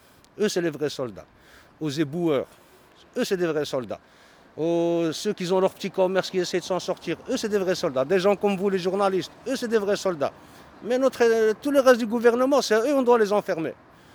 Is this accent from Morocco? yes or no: yes; Morocco; now in Belgium; Chez nous, au Maroc, ils le font. Hein. Pourtant, on est pauvres, hein, mais bon.